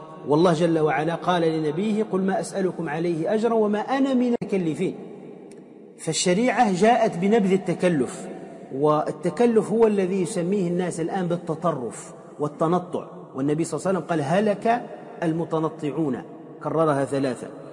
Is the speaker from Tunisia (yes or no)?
yes; Tunisia; وأنا أعلم في مدينتي في تونس